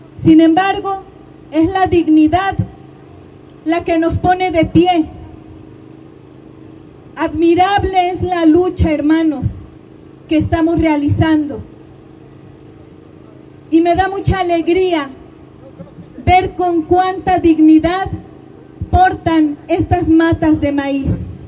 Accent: Mexico; Xochicuautla es México y somos mexicanos.

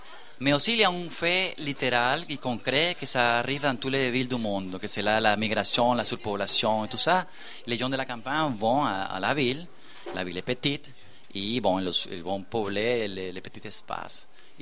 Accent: Venezuela; moved away as an adult; now in Montréal, Canada; je suis un latino-américain, je viens du Venezuela, qui habite depuis 18 ans à Montréal, au premier monde, et qui revient là-bas.

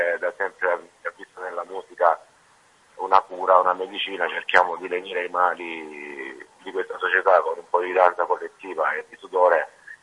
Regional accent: Apulia, Italy; Sì, chiaramente noi da salentini cantiamo dialetto e scriviamo la nostra cultura, la nostra terra

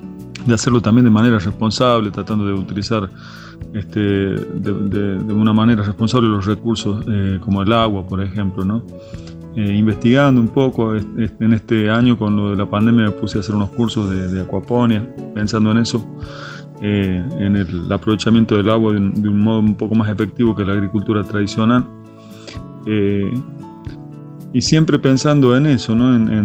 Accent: La Rioja, Argentina; born there; now in Cuesta Blanca, Argentina; soy compositor, cantautor, riojano por nacimiento, cordobés por adopción. Vivo en Cuesta Blanca, en la Sierra de Córdoba, al sur del Valle de Punilla.

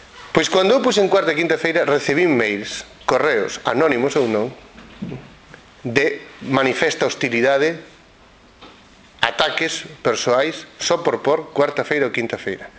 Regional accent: Galicia, Spain; e que creo, como galego, en fin, como irredentista deste punto de vista que me considero

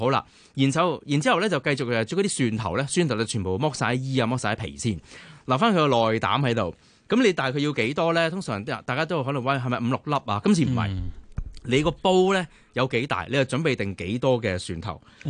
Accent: Beijing, China; born there; I was born in Beijing

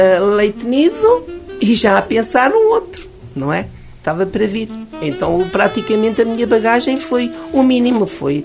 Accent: Figueira de Castelo Rodrigo, Guarda, Portugal; also born or lived in Luanda, Angola; Fui para a terra dos meus sogros, porque era uma vila, a vila de Belmonte, e a minha terra era uma aldeia, Figueira de Castel Rodrigo, não uma aldeia de Figueira. E então fiquei lá

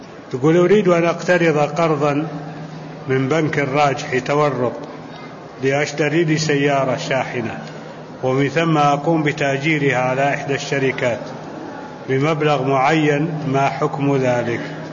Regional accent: Saudi Arabia; هو في عندنا في السعودية.

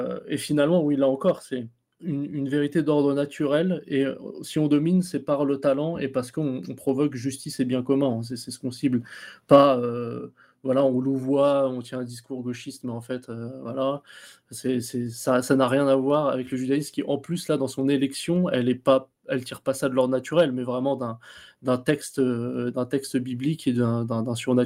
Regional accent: France; Mais nous, en tant qu'Occidentaux, en tant que Français, Européens

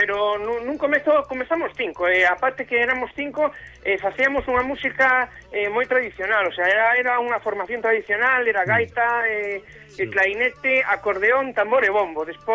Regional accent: A Coruña, Galicia, Spain; porque o grupo nos agora mesmo todos somos da Coruña.

